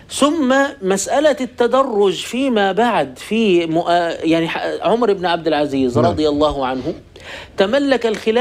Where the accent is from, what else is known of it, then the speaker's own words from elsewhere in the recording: Egypt; وقد ساد عندنا في مصر مثلا شعار ميدان التحرير موجود